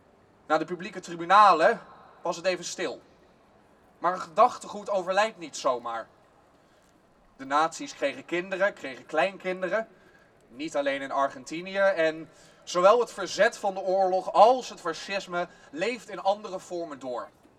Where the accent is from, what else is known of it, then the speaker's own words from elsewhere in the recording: Amsterdam, North Holland, Netherlands; Ik sta hier bovenal als Amsterdammer.